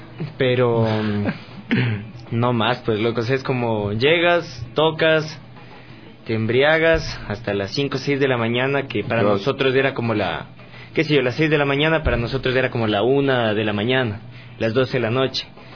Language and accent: Spanish; Ecuador; Como que nos veían regando cerveza, así como que, como típico ecuatoriano.